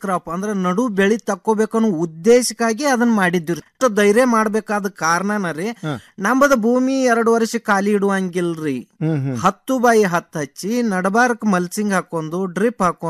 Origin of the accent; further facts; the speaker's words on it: Mudhol, Karnataka, India; now in Dharwad, India; ನಾವು ಈಗ ಮುದೋಳದವ್ರು ಈಗ ಧಾರವಾಡದಾಗ ಬಂದು ಸಟ್ ಹಾಕಿವಿ